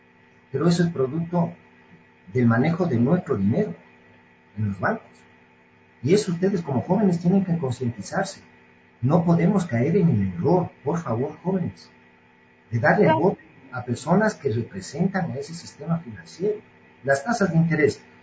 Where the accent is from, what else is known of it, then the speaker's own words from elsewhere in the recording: Ecuador; los emprendedores que somos buenos, los ecuatorianos, ¿por qué fracasan muchos al cabo de un tiempo?